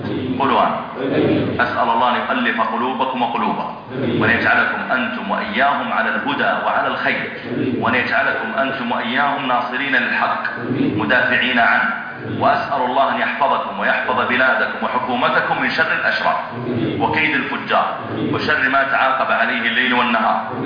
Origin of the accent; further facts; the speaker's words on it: Saudi Arabia; وهو من الدعاة عندنا في السعودية